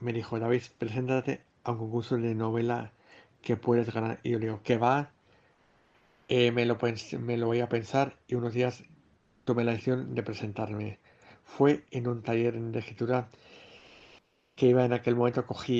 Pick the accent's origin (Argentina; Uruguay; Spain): Spain; Madrid, Community of Madrid; Cuando era pequeño vivía yo en Madrid y los veranos en el mes de julio solía venir a Salamanca.